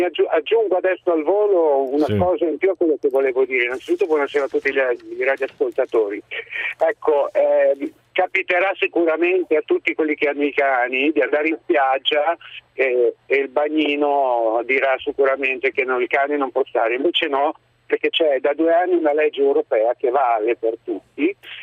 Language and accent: Italian; Bologna, Emilia-Romagna, Italy; Io sono di Bologna, quindi sono sempre andato al mare, nel litorale riminese, cesenate, così.